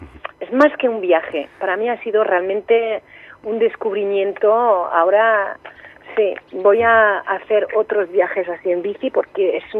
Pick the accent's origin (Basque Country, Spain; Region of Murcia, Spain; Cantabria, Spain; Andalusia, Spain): Andalusia, Spain; Cariatís; pues concretamente en mi pueblo, en Cariatís, que está, bueno, en un valle a 70 kilómetros al norte de Almería